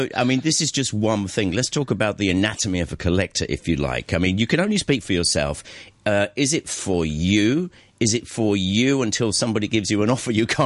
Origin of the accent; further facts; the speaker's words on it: England, United Kingdom; I come from England